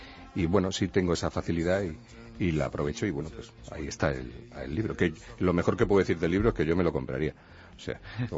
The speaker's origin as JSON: {"language": "Spanish", "town": "Toledo", "region": "Castilla-La Mancha", "country": "Spain", "lives_now": "Madrid, Spain", "said": "Yo soy de Toledo, ya lo sabes, muy del interior. Pero Toledo es casi una isla, está rodeada del Tajo por todas partes, menos por una que la une con Madrid, que es donde vivo."}